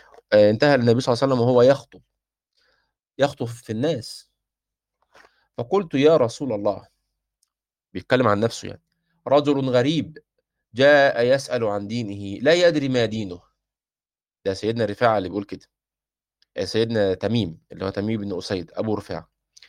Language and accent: Arabic; Egypt; احنا عندنا في مصر مش معتادين الاكل باليد